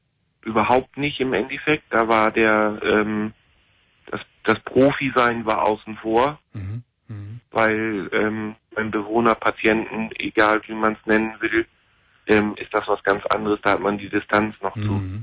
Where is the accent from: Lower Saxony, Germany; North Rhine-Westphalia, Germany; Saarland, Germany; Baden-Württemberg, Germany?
Lower Saxony, Germany; also ich komme jetzt ja hier aus Ostfriesland